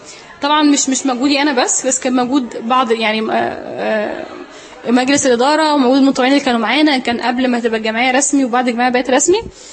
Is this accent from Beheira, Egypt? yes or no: no; Sohag, Sohag Governorate, Egypt; فأنا سعودية من سوهاج فشيء طبيعي ان يكون دماغي نشفة